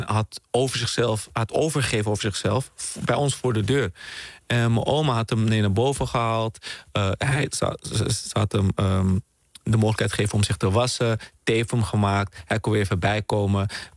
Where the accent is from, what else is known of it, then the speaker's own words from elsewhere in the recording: Netherlands; born there; Ik ben hier geboren in Nederland, maar ik was toen in Suriname bij mijn oma. Dus, want mijn moeder was hier aan het studeren. Vervolgens werd mijn opa ziek. Die werkte ook in Nederland. En is mijn oma met mij naar Nederland gekomen.